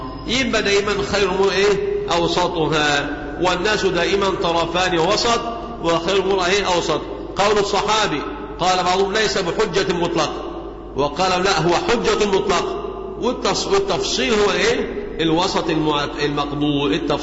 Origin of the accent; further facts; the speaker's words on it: Egypt; عندنا في مصر